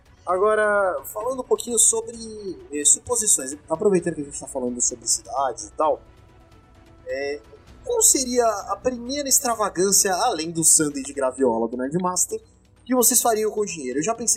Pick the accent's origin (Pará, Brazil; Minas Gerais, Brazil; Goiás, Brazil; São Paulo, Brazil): São Paulo, Brazil; Campinas; Não, é que eu sou de Campinas.